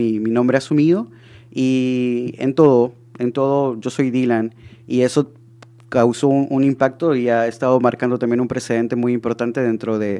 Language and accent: Spanish; Honduras; born there; Es una ciudad pequeña. O sea, para ustedes acá vendría siendo un pueblo, ¿no?